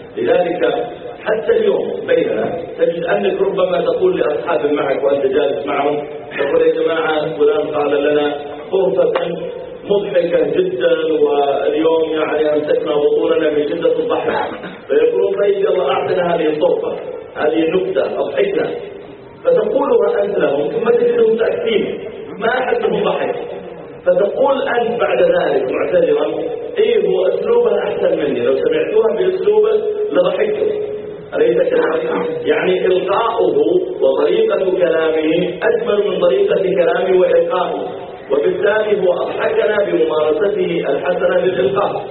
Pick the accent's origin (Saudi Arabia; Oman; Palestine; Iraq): Saudi Arabia; Riyadh, Riyadh Province; هو من أشهر الخطباء عندنا في الرياض